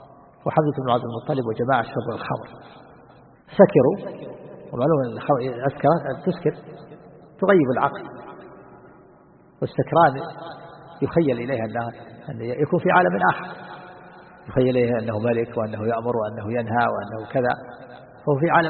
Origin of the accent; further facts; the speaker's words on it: Najd, Saudi Arabia; عندنا في نجد الآن يجعل بين الخشب الجريد